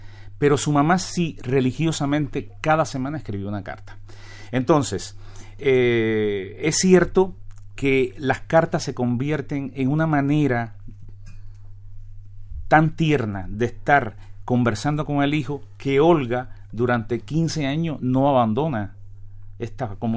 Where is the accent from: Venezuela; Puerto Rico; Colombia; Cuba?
Cuba; se entera por vez primera de que yo soy cubano